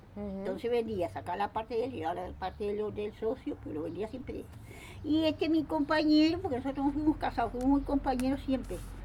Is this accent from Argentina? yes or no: no; Uruguay; Yo nací en Isla Patrulla.